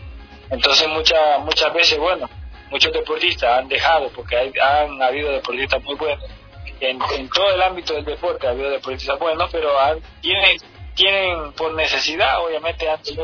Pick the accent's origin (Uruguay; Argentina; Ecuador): Ecuador; yo soy ecuatoriano, estoy en mi país